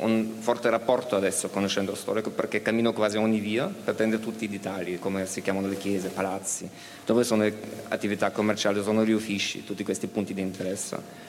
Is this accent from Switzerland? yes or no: no; Vienna, Austria; Italian is a second language; Di Vienna, d'Austria.